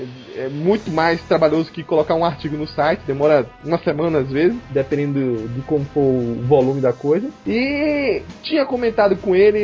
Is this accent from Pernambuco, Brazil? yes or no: yes; Pernambuco, Brazil; now in São Paulo, Brazil; eu também sou de Pernambuco, mas já moro em São Paulo há bastante tempo.